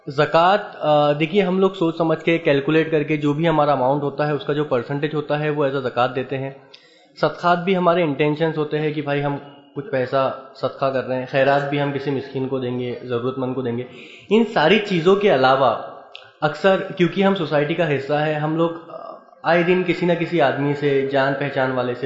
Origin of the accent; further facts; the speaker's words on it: Aurangabad, Maharashtra, India; میں اورنگ آباد سے ہوں.